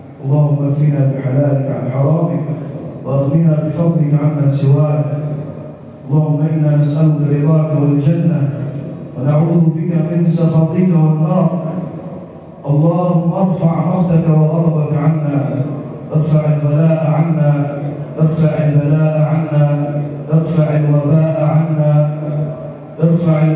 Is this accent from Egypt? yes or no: yes; Egypt; واجعل بلدنا مصر راحة للأمن والأمان والسلم والسلام